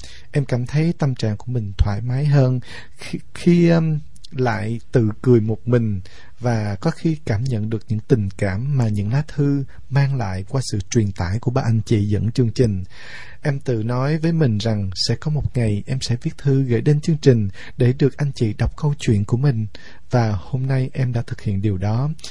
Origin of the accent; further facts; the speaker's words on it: Sóc Trăng, Vietnam; sinh viên năm 3 của ngành công nghệ thực phẩm trường Đại học Cần Thơ. Quê em thì ở Sóc Trăng.